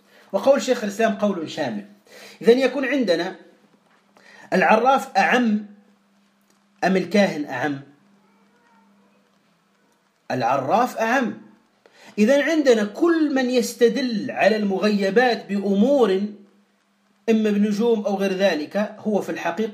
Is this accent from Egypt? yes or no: no; Tunisia; كهذا الرجل الذي اشتهر عندنا في تونس وتأتيه الناس بالآلاف